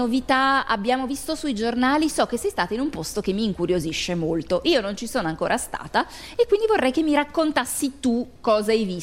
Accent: Lombardy, Italy; Non neanche, io vengo proprio dalla Brianza, quindi ormai Milano arriva fino ai confini con la Svizzera.

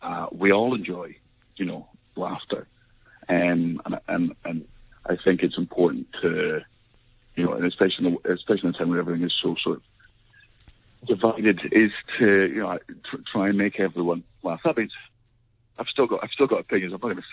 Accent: Scotland, United Kingdom; I'm Scottish and I have a very Scottish vocabulary

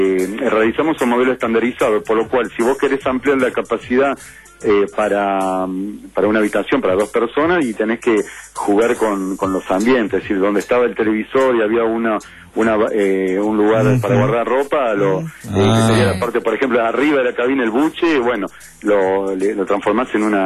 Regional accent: Córdoba, Argentina; No, porque justamente estás hablando con alguien que no es nacido criado acá, soy más bien de Córdoba.

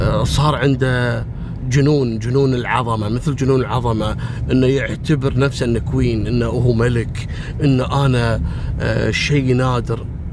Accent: Kuwait; إحنا عندنا في الكويت نسميه السكوتي لوتي

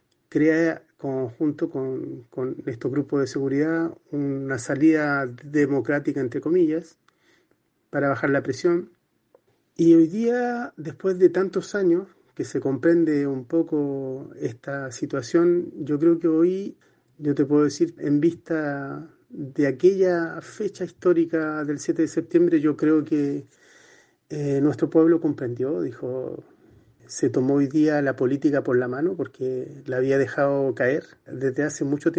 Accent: Chile; Antemano doy un saludo fraterno a todo mi pueblo querido de Chile.

